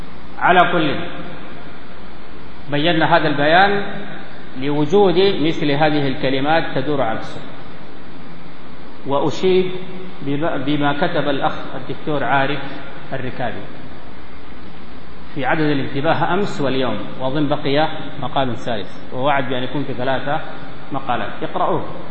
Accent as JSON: {"language": "Arabic", "country": "Sudan", "said": "وأشار إلى ملابسات عندنا في السودان"}